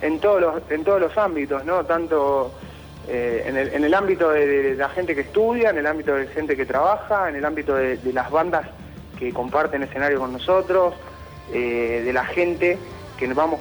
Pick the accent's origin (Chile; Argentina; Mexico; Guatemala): Argentina; Buenos Aires; yo soy el único que soy acá de Buenos Aires.